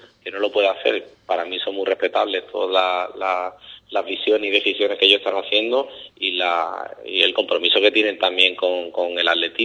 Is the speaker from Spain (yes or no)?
yes; Ubrique, Andalusia, Spain; yo soy de Ubrique.